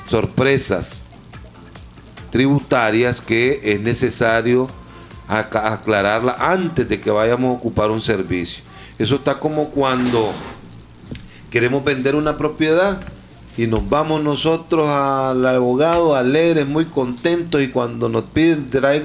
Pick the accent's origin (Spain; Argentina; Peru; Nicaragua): Nicaragua; todos nosotros tenemos que tener como ciudadanos nicaragüenses